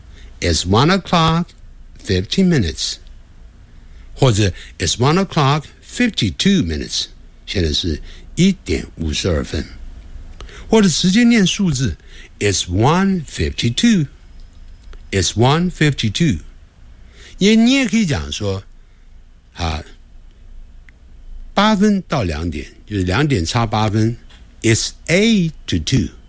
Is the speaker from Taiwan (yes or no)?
no; China; 我们中国人在学连音，常操之于过急，希望马上连起来，这是要习惯。